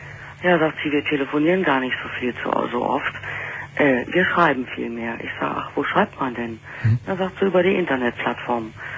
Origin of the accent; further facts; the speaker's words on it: Berlin, Germany; ich bin ja Berlinerin